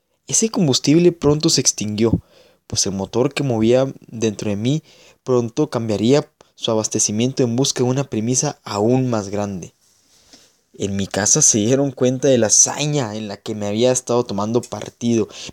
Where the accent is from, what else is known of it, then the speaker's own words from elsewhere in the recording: Mexico; si yo paso por su estatua todos los días en aquella glorieta, genéticamente estaba dentro de mí toda la información que como buen mexicano debía conocer al respecto.